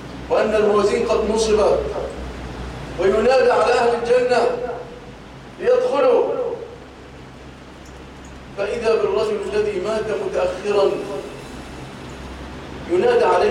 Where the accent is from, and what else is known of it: Egypt